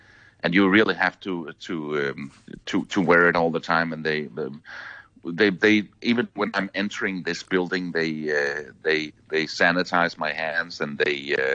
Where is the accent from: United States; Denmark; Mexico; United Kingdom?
Denmark; now in South Africa; especially compared to my home country of Denmark